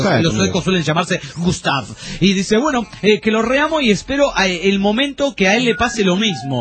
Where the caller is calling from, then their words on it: Córdoba, Argentina; Soy de la Bulash, Córdoba, Argentina.